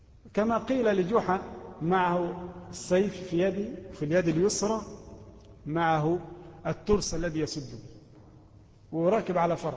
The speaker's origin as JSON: {"language": "Arabic", "country": "Egypt", "said": "وإحنا من أهل مصر"}